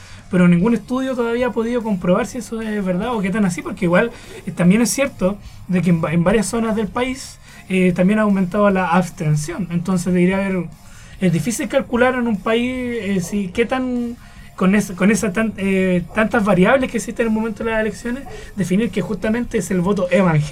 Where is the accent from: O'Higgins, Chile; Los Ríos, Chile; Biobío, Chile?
Biobío, Chile; Tomé; yo vengo de Tomé